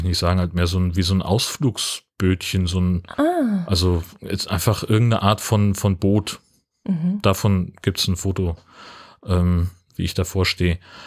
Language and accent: German; Hesse, Germany; Ja, ich bin ja in Hessen aufgewachsen